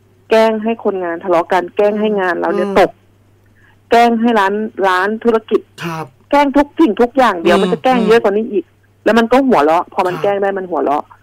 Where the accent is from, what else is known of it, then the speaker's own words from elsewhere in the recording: Phetchabun, Thailand; หนูอะเป็นคนเพชรบูรณ์เนาะตอนนั้นหนูถือโอกาสกลับบ้าน